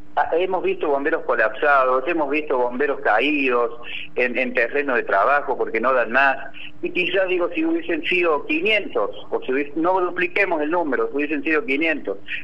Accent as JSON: {"language": "Spanish", "town": "San José de la Dormida", "region": "Córdoba", "country": "Argentina", "said": "los que somos de San José de la Dormida, los que somos del norte, somos muy tierra adentro, amamos nuestro norte, amamos nuestro lugar"}